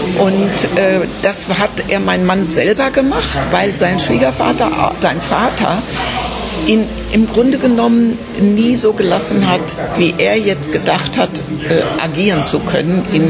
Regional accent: North Rhine-Westphalia, Germany; und ich bin Westfälin

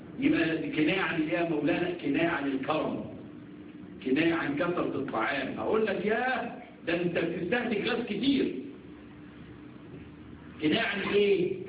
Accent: Egypt; عندنا في مصر يقول لك يا البني ادم ده انتخ.

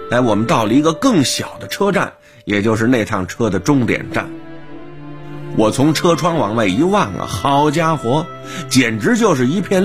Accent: China; also born or lived in Tianjin; 因为我从小就是在研究原子弹的沙漠基地里长大的

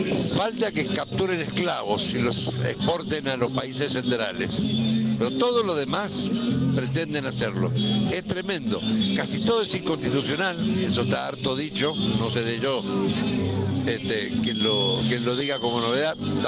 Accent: Godoy Cruz, Mendoza, Argentina; El martes próximo empezamos en Godoy Cruz. Yo soy de Godoy Cruz.

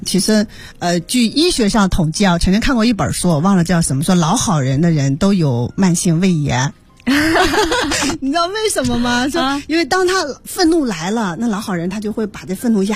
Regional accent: Inner Mongolia, China; moved away as an adult; now in Beijing, China; 因为我从大学毕业就来到北京，一年回家一次，我老家在内蒙啊

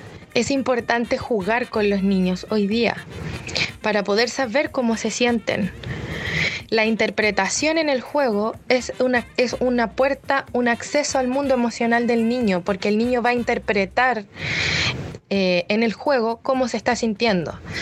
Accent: Chile; es algo muy de nosotros como chilenos

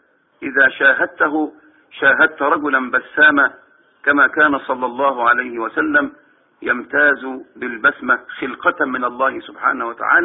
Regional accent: Minyat Mahallat Damana, Dakahlia, Egypt; ولكن أذكر موقف في قريتي. توفى في هذه القرية منية محل الدمنة رجلان كبيران في هذه القرية

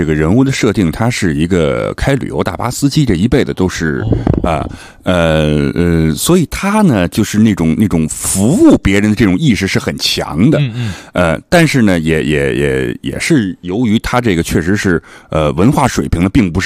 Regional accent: Beijing, China; 我就是土生土长的那北京的孩子，然后我家里面呢，因为你像我父辈祖辈也都是，

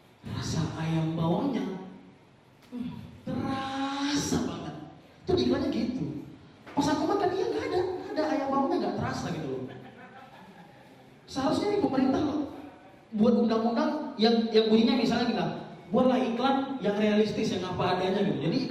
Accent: Medan, North Sumatra, Indonesia; Dan teman-teman, aku dari Medan

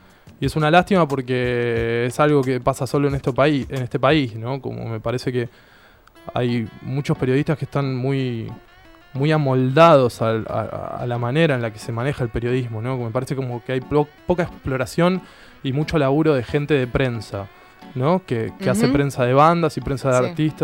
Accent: Ituzaingó, Buenos Aires Province, Argentina; yo soy de Ituzaingó, ¿no? Y conozco el oeste, pero esto es un oeste más profundo, ¿no?

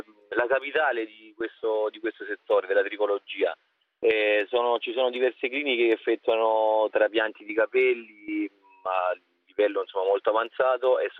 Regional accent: Aradeo, Apulia, Italy; Sono della provincia di Lecce, di Aradeo. Ho già 32 anni

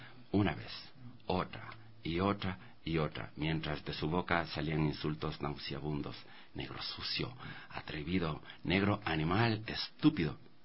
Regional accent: Bellavista, Pichincha, Ecuador; also born or lived in Salinas, Ecuador; desde mis 7 años, cuando Venimos a vivir acá del Valle del Chota, de Salinas, a Bellavista, en el Batán Alto. Y éramos la primera familia de ascendencia afro

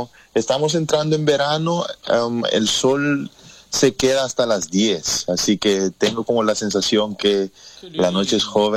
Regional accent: Curaçao; now in Netherlands; Yo llevo 10 años ya acá. Uh-huh. Tengo 10 años, me vine en el 2010, me vine con mis padres al principio, y también por mis estudios, ¿no? Como soy de Curazao, nosotros los curazoleños tenemos nacionalidad holandesa

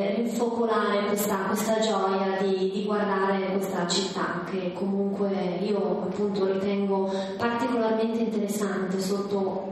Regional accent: Trento, Trentino-Alto Adige, Italy; Bolzano per me, che sono di Trento, è un insieme di tante città

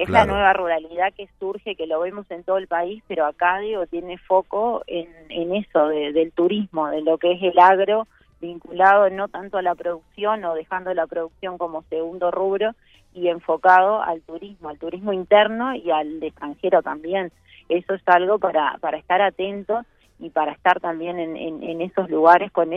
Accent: Montevideo, Uruguay; No, vengo de Montevideo, yo soy de Montevideo, he estado por varios puntos del país y digo, soy de todas partes.

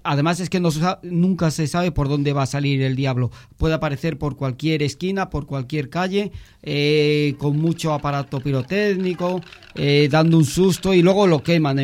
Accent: Asturias, Spain; Chuchi sabe que soy asturiano.

